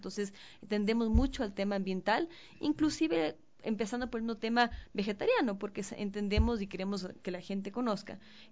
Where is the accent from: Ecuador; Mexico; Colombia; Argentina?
Ecuador; nosotros como ecuatorianos somos una cultura que consume